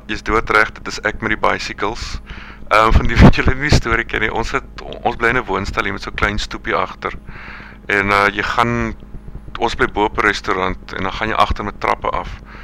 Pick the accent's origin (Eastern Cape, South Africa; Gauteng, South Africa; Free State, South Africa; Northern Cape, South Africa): Eastern Cape, South Africa; Port Elizabeth; moved away; want ek kom ook self uit Port Elizabeth uit, so ek dink daar was al wel van 'n connection